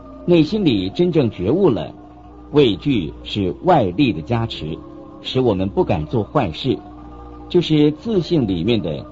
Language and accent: Chinese; China; 我们中国人常常自夸有5000年的历史